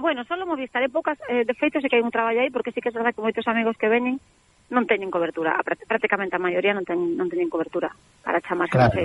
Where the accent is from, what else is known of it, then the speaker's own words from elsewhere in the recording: Chantada, Galicia, Spain; Ainda que son de Chantada, uh-huh.